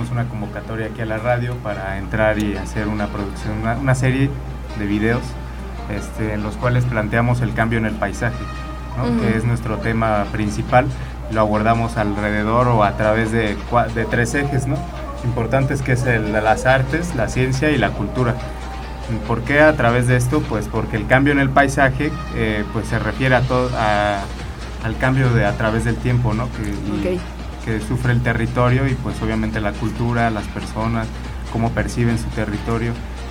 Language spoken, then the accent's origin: Spanish; Cuernavaca, Morelos, Mexico; Como buen cuernavaquense.